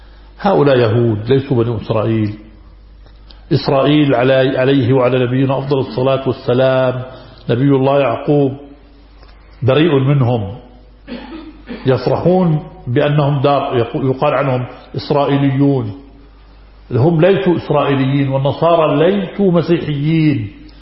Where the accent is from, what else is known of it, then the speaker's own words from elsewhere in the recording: Haifa, Palestine; نحن من فلسطين المحتلة الجريحة